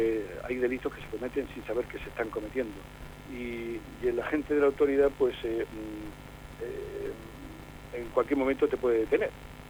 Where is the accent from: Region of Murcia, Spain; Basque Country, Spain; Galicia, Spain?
Region of Murcia, Spain; Jumilla; se inauguró en Jumilla, mi pueblo natal, la primera exposición